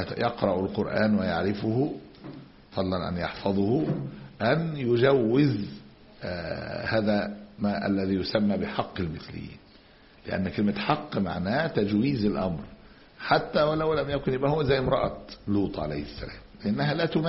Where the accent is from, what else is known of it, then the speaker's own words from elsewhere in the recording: Egypt; بعض المدارس الألمانية عندنا في مصر من سنوات